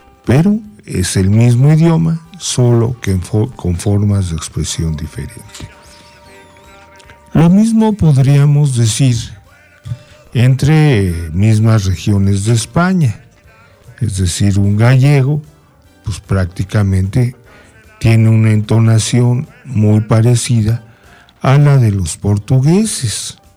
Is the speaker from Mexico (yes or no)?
yes; Mexico; nuestra forma de expresarnos como mexicanos